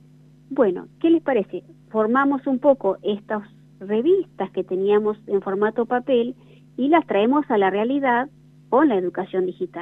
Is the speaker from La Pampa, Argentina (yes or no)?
yes; General San Martín, La Pampa, Argentina; yo en realidad soy de General San Martín, pueblo vecino a Bernasconi, viajo todos los días, hace 12 años que estoy yendo